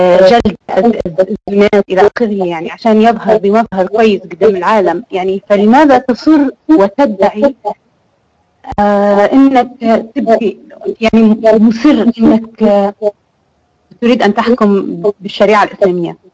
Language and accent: Arabic; Libya; انا من ليبيا.